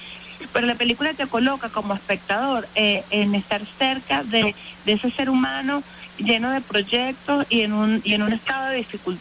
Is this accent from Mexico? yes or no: no; Venezuela; nos coloca en un lugar privilegiado para como venezolanos valorar todas nuestras capacidades